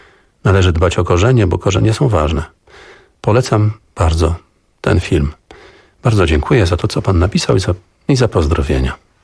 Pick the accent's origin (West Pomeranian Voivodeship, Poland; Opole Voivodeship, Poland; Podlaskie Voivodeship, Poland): West Pomeranian Voivodeship, Poland; Szczecin; born there; Ja urodziłem się w Szczecinie. Moi rodzice przyszli na świat na Pomorzu Zachodnim, ale ich rodzice przyjechali tutaj z różnych stron. Babcia ze strony taty z Wilna, babcia od strony mamy urodziła się w Bieszczadach.